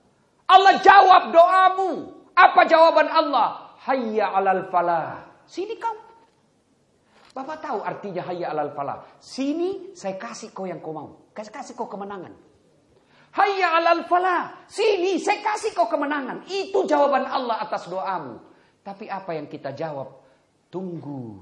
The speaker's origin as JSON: {"language": "Indonesian", "region": "South Sulawesi", "country": "Indonesia", "said": "Oh, itu Bugis pinggirang. Kalau saya Bugis modern."}